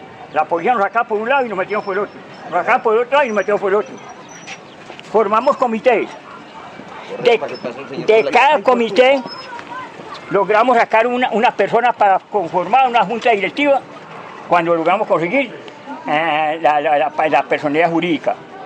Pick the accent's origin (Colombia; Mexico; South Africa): Colombia; En primer lugar, en mi país, Colombia, porque en realidad no ha habido una buena educación.